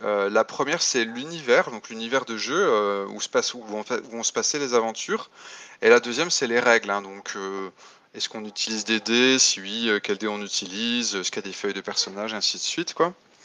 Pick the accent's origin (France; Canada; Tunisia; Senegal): France; moi je suis français et je suis auteur de jeux de rôle